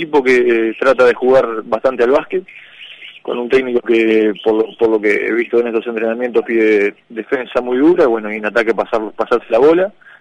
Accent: Uruguay; O sea, somos uruguayos, pero bueno, esto es un trabajo y cada uno tiene que estar para su lado.

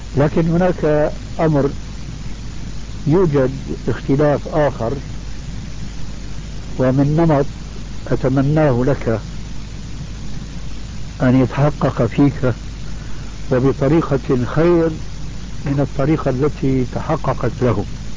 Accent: Damascus, Damascus Governorate, Syria; كما يقولون عندنا في دمشق الألف من المصطيجة، المصطيجة العصاية الطويلة عندنا

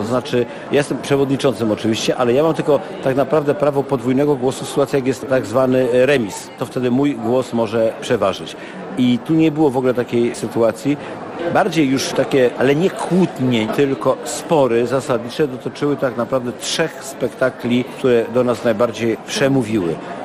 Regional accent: Legnica, Lower Silesian Voivodeship, Poland; Ja się wychowałem przy ich koszarach i ja mówię po prostu tylko prawdę.

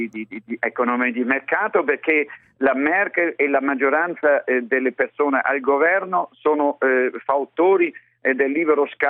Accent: Germany; born there; Italian is a second language; io sono nato in Germania, e perciò forse capisco un pochettino delle volte meglio, perché parlo la lingua

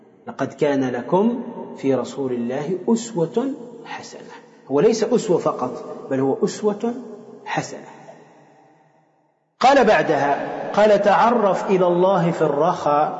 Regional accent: Tunisia; عندنا في تونس عندهم يعني كالنشيد ينشدونه فيما يسمى بالحضرة

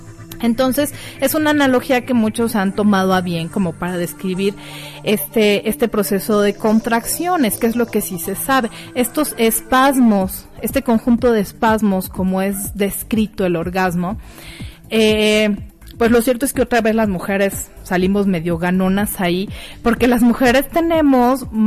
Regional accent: Mexico; estas pícaras que como mexicanos utilizamos para referirnos a las relaciones sexuales

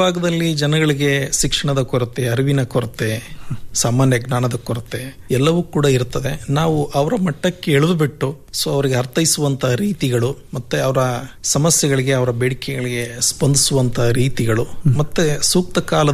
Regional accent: Jagalur, Karnataka, India; ನಾನು ಮೂಲತಃ ದಾವಣಗೆರೆ ಜಿಲ್ಲೆ ಜಗಳೂರು ತಾಲೂಕಿನಿಂದ ಬಂದಂಥವನು.

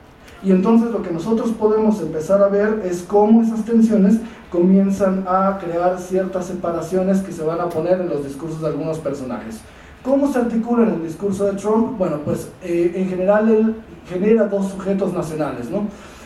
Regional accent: Mexico; algo muy potente que nosotros conocemos muy bien como mexicanos

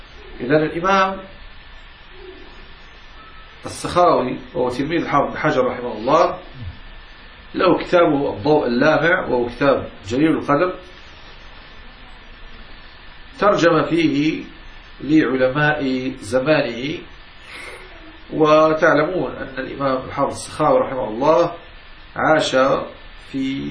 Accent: Morocco; وكما يفعل عندنا في المغرب

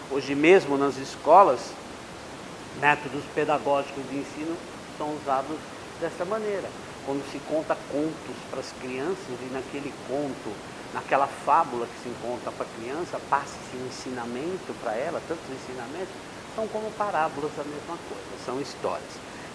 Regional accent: São Paulo, Brazil; estou aqui com a minha esposa Neide. Nós somos lá do Jardim Tremembé.

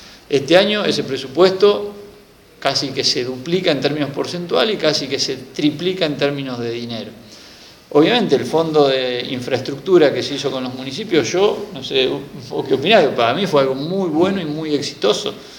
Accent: Marcos Juárez, Córdoba, Argentina; Yo soy de un pueblo parecido, de otra provincia, porque soy cordobés, pero soy de una ciudad, yo le digo pueblo, pero sigue siendo mi pueblo, Marco Juárez

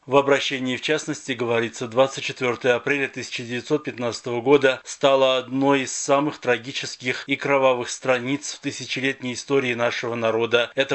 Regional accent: Armenia; Миру мы должны сказать, что мы армяне, мы должны жить.

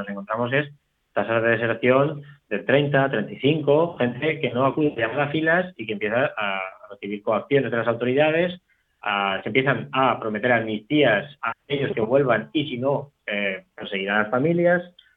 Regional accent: Teruel, Aragon, Spain; por ejemplo, en mi tierra, en Teruel

